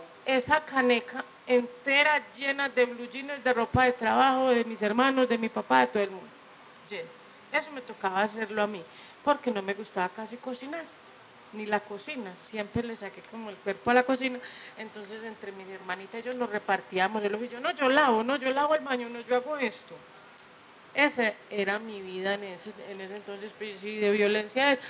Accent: Medellín, Antioquia, Colombia; porque yo me crié en Manrique

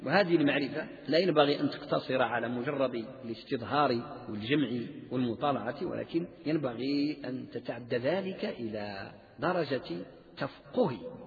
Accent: Morocco; المذهب المالكي عندنا بالمغرب

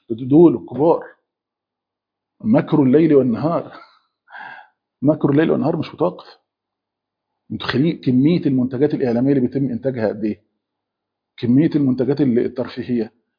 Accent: Egypt; مثلا عندنا في مصر لما حصلت الحاجات اللي هي ما بين ايران وما بين اسرائيل دي

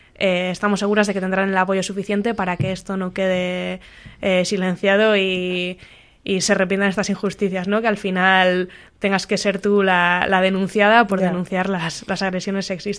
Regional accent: Cantabria, Spain; accent: Cantabrian; perdonadme por mi triste acento de tierras cántabras, pero intentaré que lo entendáis.

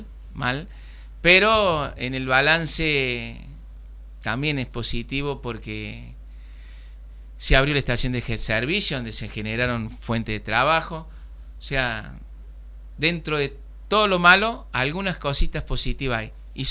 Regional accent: Saldán, Córdoba, Argentina; No, porque no va con nuestra enseñanza, con nuestra crianza. Nosotros Somos de Saldán, somos humildes, pero también somos hone

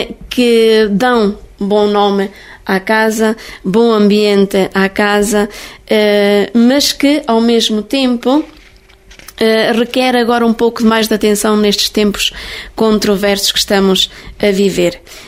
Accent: Timor-Leste; now in Portugal; Eu vim de Timor-Leste passado 3 anos e meio, trabalhei num lar de idosos em Trancoso 4 anos e meio

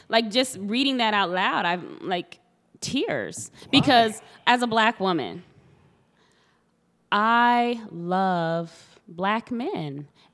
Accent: Texas, United States; because I'm from Texas, and University of Texas was really big with the affirmative action lawsuits

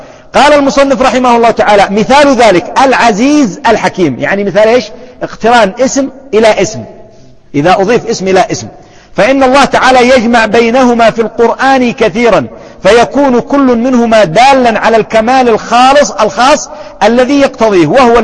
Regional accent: Yemen; على سبيل المثال، شيخ قبيلة عندنا في اليمن

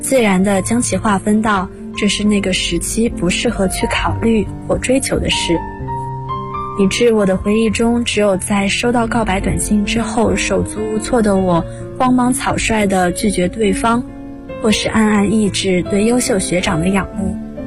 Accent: Jiangxi, China; 大家好，我是来自江西的

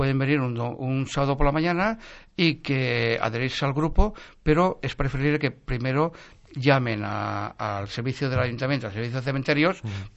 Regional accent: Valencia, Valencian Community, Spain; born there; la historia del barrio Carmen, que es la historia donde el del barrio donde yo nací.

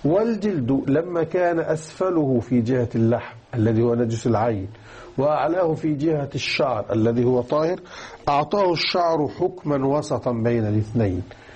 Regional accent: Egypt; أو كانوا يسمونها باللغة الدارجة عندنا في مصر المستحية.

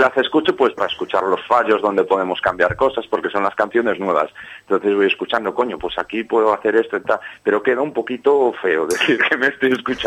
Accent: Ferrol, Galicia, Spain; No canto en gallego. No, porque yo nunca hablé en gallego. Yo soy de Ferrol

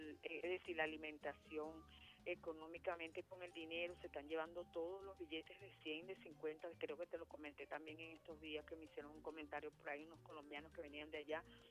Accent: Venezuela; Y nosotros como venezolanos y como patriotas y como camaradas

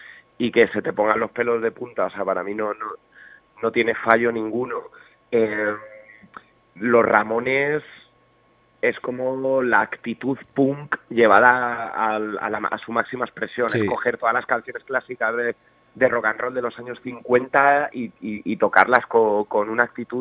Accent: Community of Madrid, Spain; yo soy del barrio de La Lima

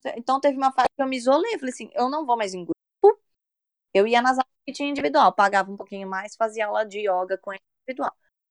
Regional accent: São Paulo, Brazil; aqui no Brasil, pelo menos da onde eu sou, de São Paulo

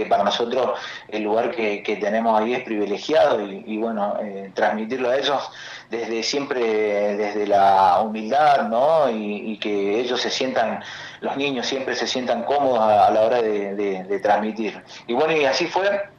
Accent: Chaco, Argentina; va a ir a parar hasta el norte, hasta el litoral, de donde yo soy, hasta el Chaco.

